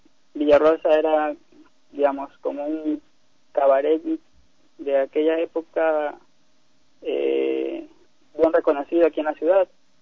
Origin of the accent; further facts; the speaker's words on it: Machala, El Oro, Ecuador; now in Guayaquil, Ecuador; porque yo soy de Machala, pero ya voy residiendo 4 años acá en Guayaquil por los estudios de la universidad.